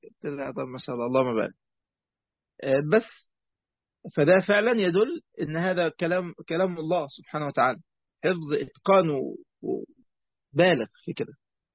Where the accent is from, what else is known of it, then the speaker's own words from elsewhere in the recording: Egypt; عندنا في مصر